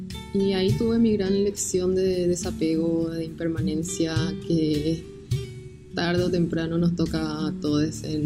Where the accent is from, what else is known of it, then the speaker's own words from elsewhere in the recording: Asunción, Paraguay; soy alfarera de Asunción, Paraguay.